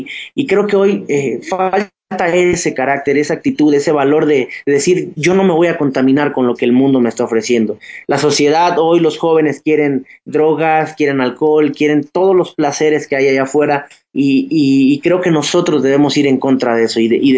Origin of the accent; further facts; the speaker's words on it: Chiapas, Mexico; yo soy del sur, vengo de Chiapas